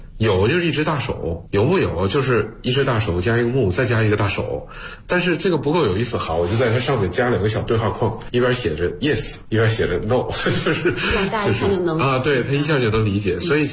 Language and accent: Chinese; China; 我们中国人其实就是活在汉字里的